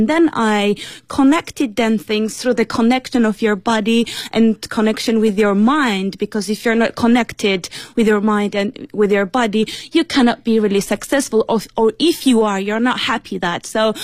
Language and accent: English; Beijing, China; English is a second language; Hello, Papa. I'm from Beijing.